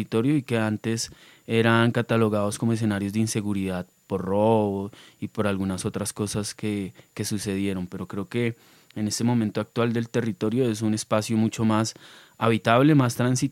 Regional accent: Bogotá, Colombia; Eso es Los Laches para mí, algo que ha posibilitado caminar otros lugares sin negar las raíces de donde vengo, ¿no? Creo que Los Laches es mi punto de partida en la historia de mi vida.

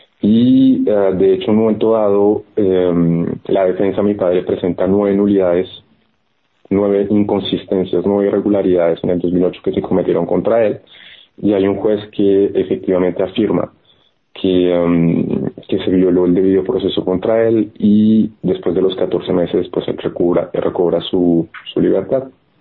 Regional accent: Florencia, Caquetá, Colombia; en la ciudad, mi ciudad natal, en Florencia, que es la capital pues de la región, Caquetá

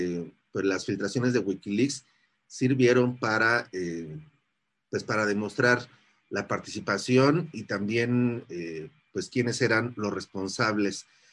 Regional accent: Mexico; nosotros que somos de México sabemos

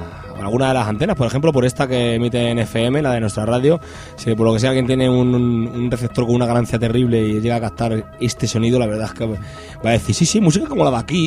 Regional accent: Madrid, Community of Madrid, Spain; no nos gusta que nos digan a los que somos madrileños

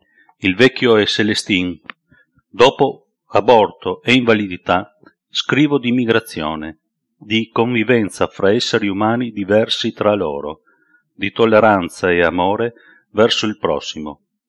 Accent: Trieste, Friuli-Venezia Giulia, Italy; born there; Sono nato a Trieste nel 1959, dove vivo tuttora.

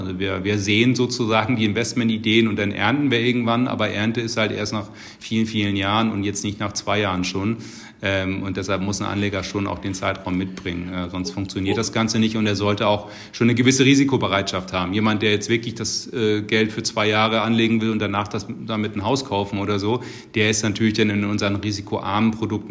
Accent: Hamburg, Germany; der erste FC Köln ist jetzt auch durchaus sehr volatil und der HSV aus meiner Heimat auch.

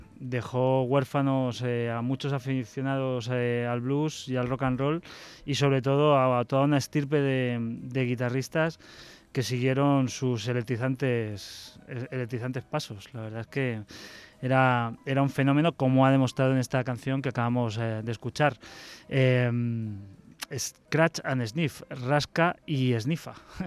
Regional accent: Spain; pues porque somos españoles

